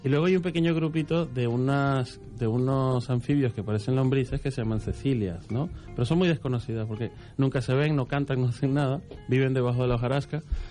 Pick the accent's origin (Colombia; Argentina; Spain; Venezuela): Venezuela; aunque yo soy de Venezuela, mis padres hace unos años que ya viven en Panamá.